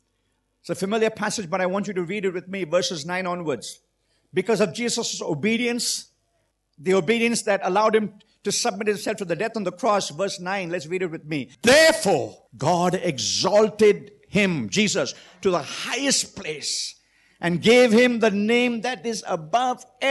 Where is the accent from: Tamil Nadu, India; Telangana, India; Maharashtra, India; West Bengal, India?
Maharashtra, India; Mumbai; I remember when I was growing up in Mumbai